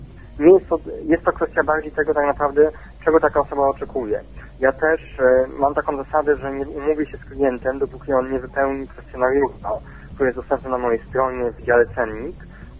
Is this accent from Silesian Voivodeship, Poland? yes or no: no; Warsaw, Masovian Voivodeship, Poland; Ale jestem z Warszawy.